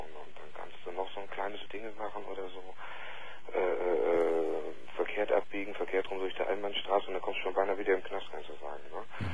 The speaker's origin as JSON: {"language": "German", "country": "Germany", "lives_now": "Netherlands", "said": "Ich bin Deutscher."}